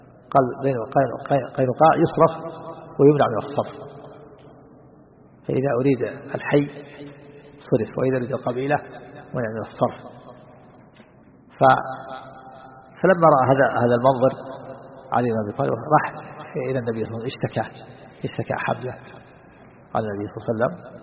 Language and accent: Arabic; Najd, Saudi Arabia; عندنا في نجد الآن يجعل بين الخشب الجريد